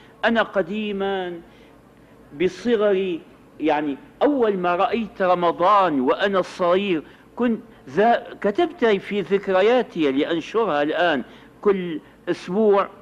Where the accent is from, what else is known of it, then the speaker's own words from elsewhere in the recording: Syria; التراويح هذه كانت عندنا في الشام في أول أمر